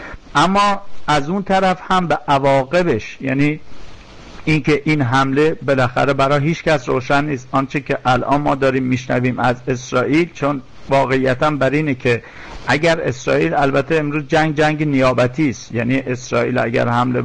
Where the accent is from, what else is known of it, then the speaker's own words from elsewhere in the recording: Iran; نظر خودم گفتم باز به عنوان یک ایرانی پر از ابهام است